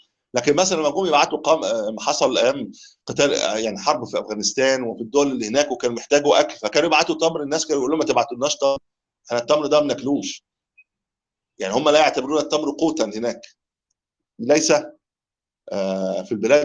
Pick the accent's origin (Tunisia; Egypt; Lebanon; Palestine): Egypt; بقول له يا عم انت لو عندنا في مصر كنت اتخطفت بالكيس ده